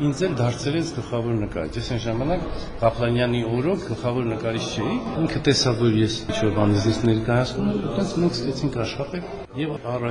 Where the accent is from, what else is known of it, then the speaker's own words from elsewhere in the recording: Yerevan, Armenia; ես քանի որ ստեղից եմ, ասենք Երևանում եմ ծածում, Երևանն եմ սիրում, ճաշի որ ավելի շատ Երևանցի եմ, ասենք ստեղ չեմ ապրել, միշտ եկել եմ ամռանը երեխա ժամանակից